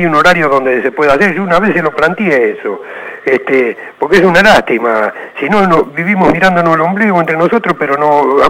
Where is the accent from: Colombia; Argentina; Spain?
Argentina; Monte Grande, Buenos Aires Province; de Montegrande.